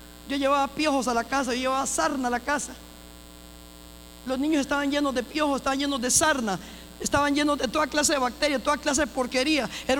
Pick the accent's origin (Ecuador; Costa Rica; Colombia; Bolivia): Costa Rica; La gente tiene el concepto que yo soy por mi piel, pero no, yo soy bien tica, bien gallo pinto.